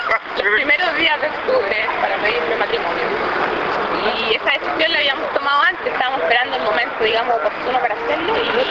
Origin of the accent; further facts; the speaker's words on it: Rancagua, O'Higgins, Chile; moved away as an adult; now in Santiago, Chile; me vine a Santiago, como mucha gente de regiones, a buscar más oportunidades.